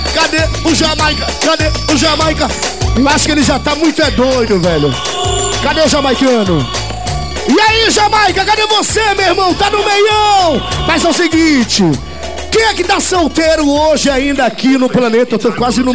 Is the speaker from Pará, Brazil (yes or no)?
yes; Belém, Pará, Brazil; Porra, eu sou lá do Guamá, meu irmão.